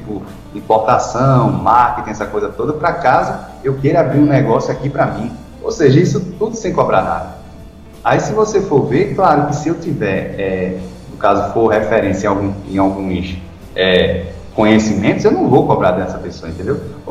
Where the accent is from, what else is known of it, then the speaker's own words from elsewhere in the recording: Pernambuco, Brazil; eu sou de Pernambuco e já encontrei alguns membros aqui